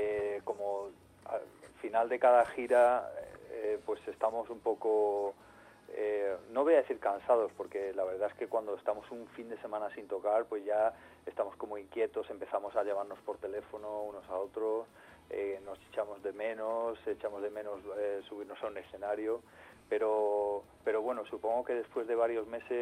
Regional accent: Córdoba, Andalusia, Spain; born there; also born or lived in London; yo vivo en Madrid desde hace mucho tiempo, casi desde que volví de Londres, pero sigo manteniendo el contacto con Córdoba, que es mi ciudad natal y donde vive buena parte de mi familia

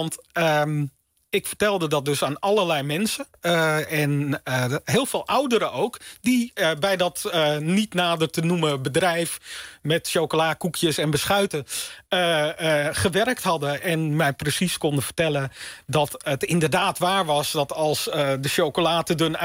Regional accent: North Holland, Netherlands; ik kom dus uit de Zaanstreek.

